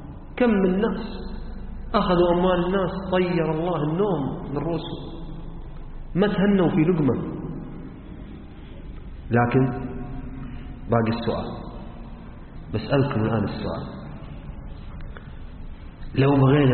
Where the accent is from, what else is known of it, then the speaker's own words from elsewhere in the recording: Hadhramaut, Yemen; احنا عندنا في حضرموت مثل يقول اللي باع جنة